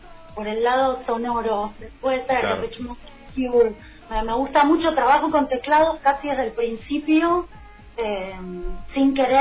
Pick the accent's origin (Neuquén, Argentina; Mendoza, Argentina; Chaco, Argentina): Mendoza, Argentina; now in Buenos Aires, Argentina; nací en Mendoza, como que me deformé en Mendoza. Tuve toda mi formación artística así en Mendoza. Sí. Bueno, y después me vine para acá, para Buenos Aires, a tipo de joven, cuando terminé los estudios